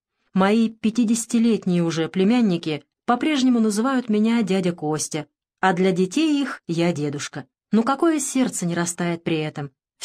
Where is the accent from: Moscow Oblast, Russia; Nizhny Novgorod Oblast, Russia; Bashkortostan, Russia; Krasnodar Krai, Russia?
Nizhny Novgorod Oblast, Russia; born there; Родился я в Нижегородском крае, в крестьянской семье.